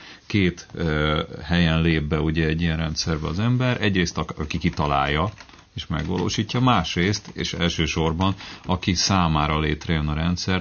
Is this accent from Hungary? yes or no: yes; Budapest, Hungary; Igen, óbudai vagyok.